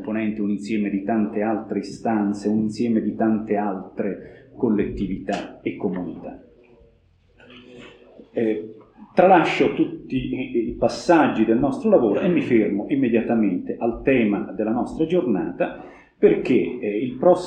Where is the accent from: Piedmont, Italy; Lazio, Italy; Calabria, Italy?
Lazio, Italy; Rome; Io mi sto occupando delle visite pastorali nell'ambito di Roma, vengo da Roma